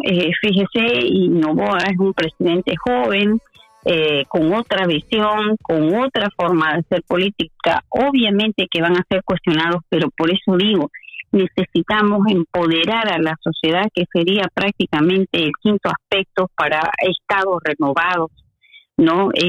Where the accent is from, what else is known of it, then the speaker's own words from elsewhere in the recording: Santa Cruz, Bolivia; en Bolivia no se ha podido hablar, por lo menos de la región de donde yo vengo, que es de Santa Cruz